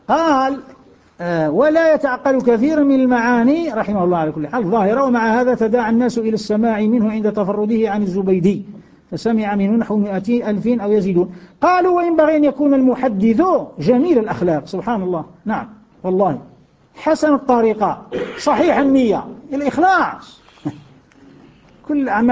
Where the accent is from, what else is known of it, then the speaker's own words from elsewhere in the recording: Algeria; كثير من أبنائنا من بلادنا الجزائر